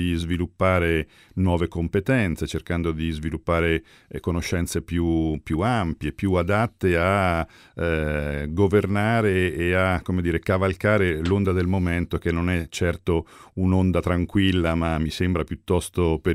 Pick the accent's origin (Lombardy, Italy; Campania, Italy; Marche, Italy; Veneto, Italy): Marche, Italy; Castelfidardo; Vengo da un paese che si chiama Castelfidardo, conosciuto nel mondo per via della musica e delle fisarmoniche, quindi vengo dalle Marche, la provincia di Ancona.